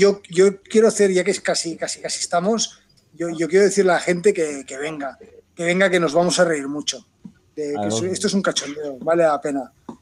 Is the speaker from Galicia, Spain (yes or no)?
no; Catalonia, Spain; o sea, que somos catalanes, ¿sabes?